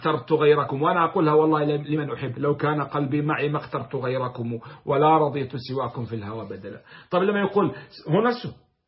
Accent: Jordan; أنا كأردني ربما لا أفهم النبط الذي يقوله أهل الحجاز مثلا أو أهل السعودية

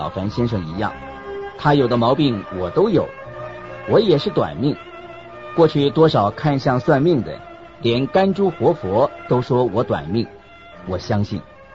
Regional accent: China; 我们中国人说舍得

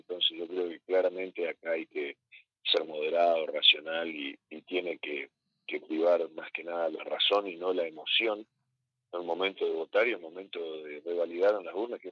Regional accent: Concordia, Entre Ríos, Argentina; muchos concordienses que nacimos, nos criamos y vivimos en la zona sur de Concordia, como fue en mi caso, ¿no? Yo nací en San Luis 241, ahí a dos cuadras del Club Sarmiento y a cuatro cuadras del Tiro Federal.

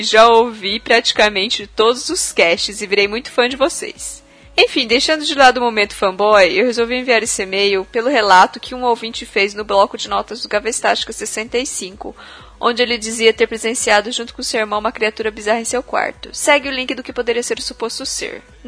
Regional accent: Juazeiro do Norte, Ceará, Brazil; Sou de Juazeiro do Norte, Ceará.

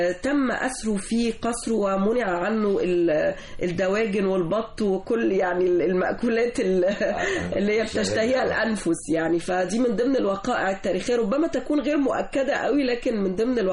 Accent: Egypt; هي جزء من حضارتنا نحن كمصريين

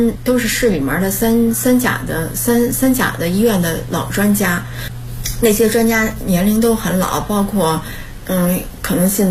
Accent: Miyun, Beijing, China; 因为密云是我的家乡。

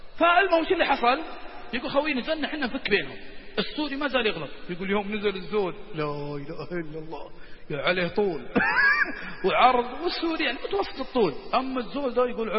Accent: Saudi Arabia; إحنا سعوديين حارين شوي حارين الآن إحنا سعوديين

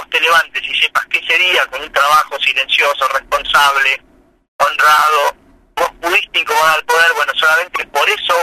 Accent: Santa Rosa, La Pampa, Argentina; Yo nací en Santa Rosa, nací en el 70, así que tengo 49 años, y viví toda mi infancia y mi adolescencia ahí. Fui a la escuela 2, en la escuela pública

